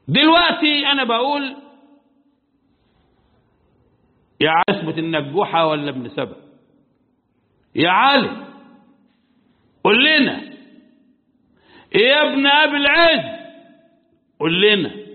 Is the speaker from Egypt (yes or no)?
yes; Egypt; احنا عندنا في مصر شخصية خرافية لا واقع لها في التاريخ